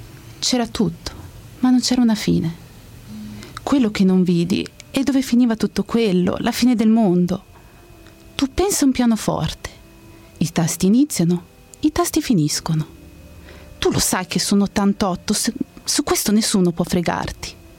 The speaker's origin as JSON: {"language": "Italian", "town": "Reggio Emilia", "region": "Emilia-Romagna", "country": "Italy", "lives_now": "Pisa, Italy", "said": "Io sono di Reggio Emilia, però abito a Pisa e ho 20 più 6 anni."}